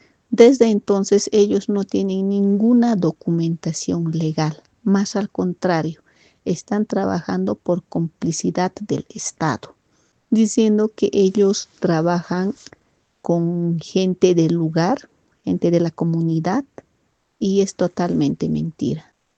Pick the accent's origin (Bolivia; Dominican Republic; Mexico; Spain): Bolivia; Totoral Chico, Chuquisaca; Soy de la comunidad Totoral Chico. La comunidad Totoral Chico está ubicado en el distrito de Vizcaya, en el municipio de Pasña, provincia de Popó, departamento de Oruro, Oruro, Bolivia.